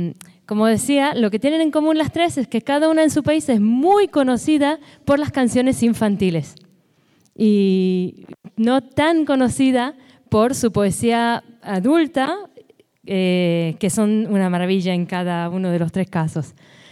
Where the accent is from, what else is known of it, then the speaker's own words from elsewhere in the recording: Israel; yo también lo soy, nací y crecí en Israel